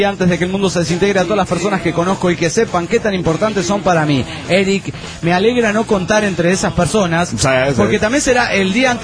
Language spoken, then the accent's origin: Spanish; Granollers, Catalonia, Spain; de Granollers, Barcelona, España.